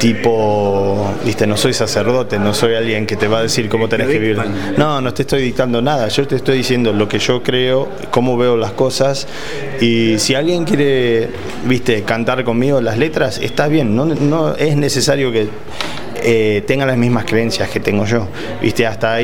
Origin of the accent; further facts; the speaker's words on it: Argentina; accent: mixed with English, Mexican and Guatemalan; now in California, United States; yo cuando voy a Argentina me dicen, pero no, medio que tenés acento diferente, y sí, porque vivo en California, viste, tengo el acento mezclado con el inglés, con el mexicano, con el guatemalteco, con lo que sea, es obvio.